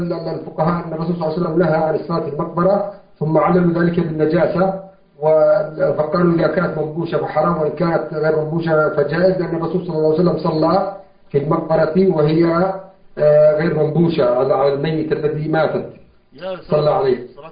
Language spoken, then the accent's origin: Arabic; Yemen; في كل مسجد عندنا في اليمن، في أماكن كثيرة